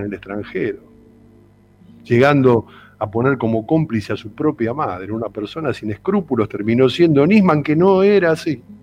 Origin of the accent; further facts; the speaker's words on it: Argentina; usted no nos representa como argentino.